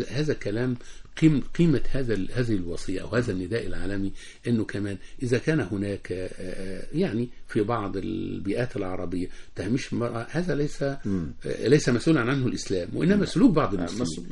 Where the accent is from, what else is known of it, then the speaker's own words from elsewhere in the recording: Egypt; وعندنا في مصر هذا يحدث